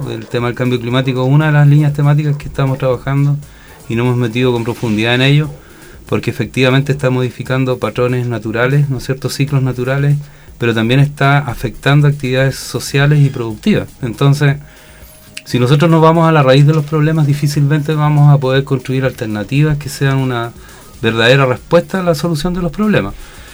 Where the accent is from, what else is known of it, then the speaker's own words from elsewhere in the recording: Punta Arenas, Magallanes, Chile; now in Pichilemu, Chile; Yo no soy originario de Pichilemu, soy originario de Punta Arenas, ¿ya? Y con mi señora, con Vilma, nos conocimos en la segunda región, particularmente en Tocopilla